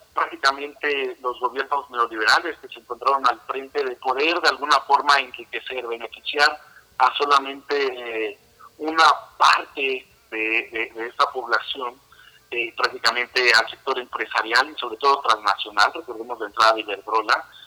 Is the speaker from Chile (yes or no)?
no; Mexico; Para beneficio de nosotros los mexicanos y para nosotros mismos como mexicanos.